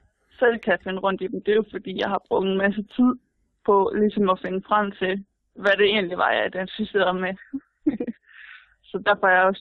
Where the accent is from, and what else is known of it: Aarhus, Central Denmark Region, Denmark